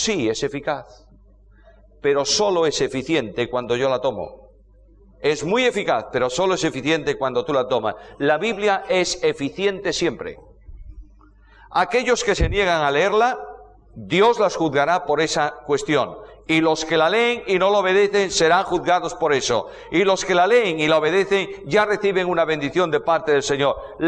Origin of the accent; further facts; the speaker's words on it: Spain; Imagínate que yo, que vengo del calor de España, allí estamos en verano, vengo al frío argentino.